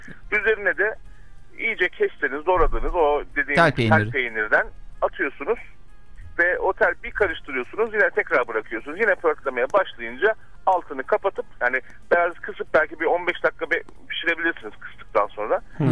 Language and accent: Turkish; Trabzon, Turkey; Ben Karadenizliyim. Ben Trabzonluyum.